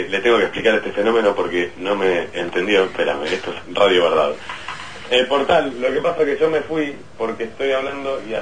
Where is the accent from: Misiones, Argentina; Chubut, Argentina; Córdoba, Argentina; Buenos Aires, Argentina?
Buenos Aires, Argentina; Soy el único porteño que escucha Radio Goga por internet